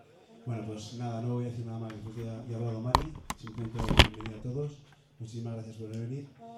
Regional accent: Sigüenza, Castilla-La Mancha, Spain; teníamos muchas ganas, yo sobre todo, de venir aquí a tocar en mi pueblo.

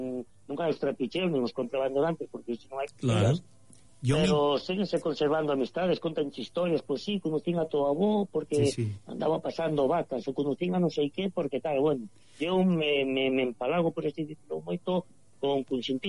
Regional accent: Galicia, Spain; Sí, que é unha riqueza e non podemos ter vergoña de ser galí.

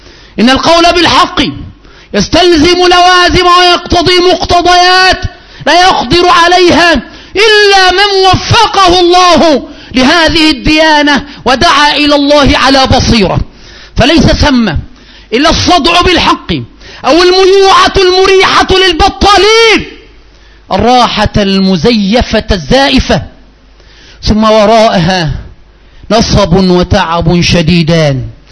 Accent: Egypt; عندنا في مصر

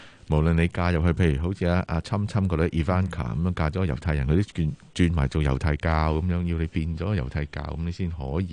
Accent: Hong Kong; 吓，我哋香港人，

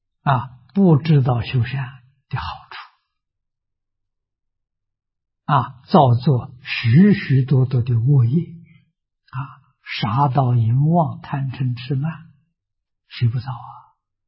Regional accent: China; 我们中国人把它的尾音省掉了

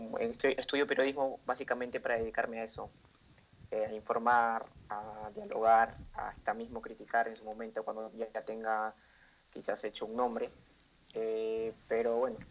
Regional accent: Lima, Peru; soy de Perú, vivo actualmente en Lima.

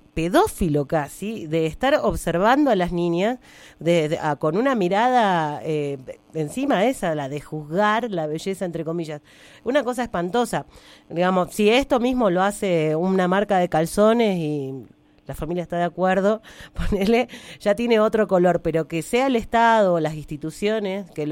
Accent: Coronel Dorrego, Buenos Aires Province, Argentina; yo recuerdo cuando era pequeña en mi pueblo, en Coronel Dorrego, muy cerca de Bahía Blanca

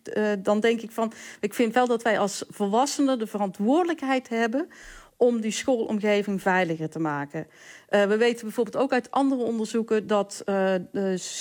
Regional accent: Valkenswaard, North Brabant, Netherlands; Ik kom zelf uit Valkenswaard.

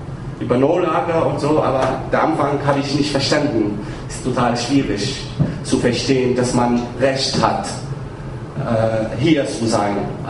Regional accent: Tunisia; German is a second language; moved away; bevor ich raus von Tunesien, ich komme ursprünglich aus Tunesien, ich habe 10 Jahre gebraucht, wegen einer Visum zu bekommen.

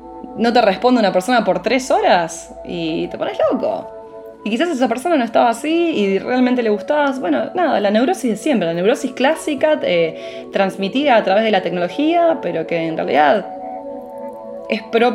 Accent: Buenos Aires, Argentina; yo pasé mi infancia en Caballito, que es el barrio donde nací

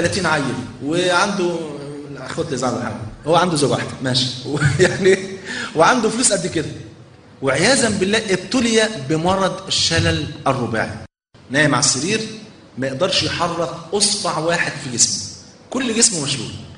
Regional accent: Egypt; ده عندنا في مصر

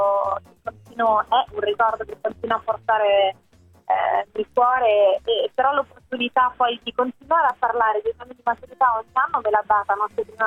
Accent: Rome, Lazio, Italy; che sono romana, vivevo ancora a Roma quando ho fatto la maturità

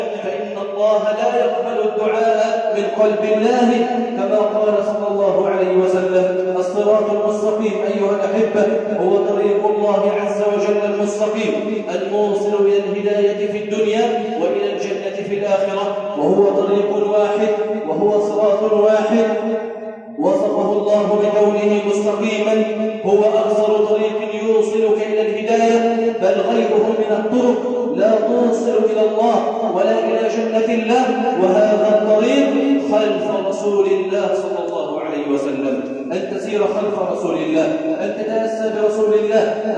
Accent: Egypt; اللهم اجعل بلدنا مصر سخاء رخاء أمنا أمانا

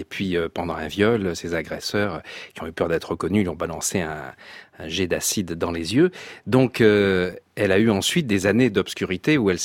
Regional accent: Nice, Provence-Alpes-Côte d'Azur, France; born there; Oui, moi, je suis né à Nice. Hein. Je suis belge adoptif, mais non fiscal.

